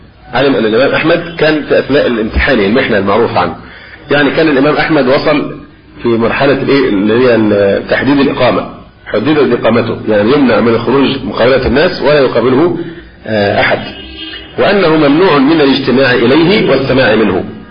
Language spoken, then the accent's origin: Arabic; Egypt; وربما الأمر هنا عندنا في مصر أخف في بعض البلاد